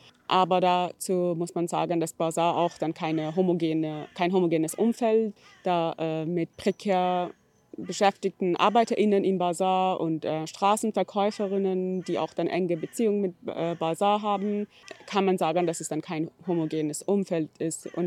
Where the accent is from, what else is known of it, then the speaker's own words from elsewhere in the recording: Iran; German is a second language; now in Germany; Ich komme ursprünglich aus dem Iran, lebe in Deutschland seit einigen Jahren